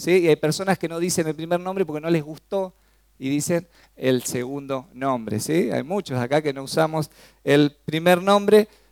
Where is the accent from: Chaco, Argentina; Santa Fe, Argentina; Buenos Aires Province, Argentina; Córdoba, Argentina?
Chaco, Argentina; Resistencia; born there; Sí, nací en El Chaco.